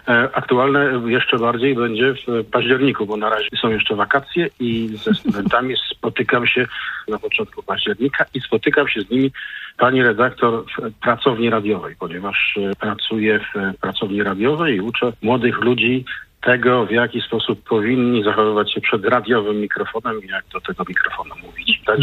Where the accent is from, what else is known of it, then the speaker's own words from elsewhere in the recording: Poznań, Greater Poland Voivodeship, Poland; No, jako ten poznaniak z krwi i kości, nie mogłem nie dać mu szansy na to, żeby zawitał do mojego miasta.